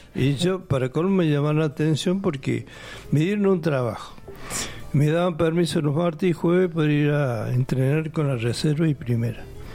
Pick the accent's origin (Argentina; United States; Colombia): Argentina; Córdoba; born there; yo nací en Córdoba Capital